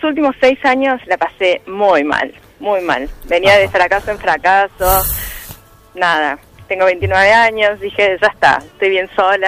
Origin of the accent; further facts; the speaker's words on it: Córdoba, Argentina; moved away; soy cordobesa, me fui a pasar Navidad a Córdoba, salí una noche, me encuentro con un grupo de amigos, hace 5 años que no vivo en Córdoba